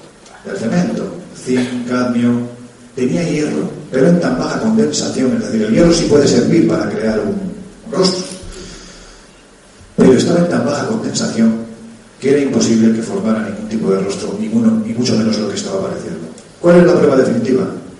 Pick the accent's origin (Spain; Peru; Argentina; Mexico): Spain; Jaén, Andalusia; para mí, que soy de Jaén y que he investigado esto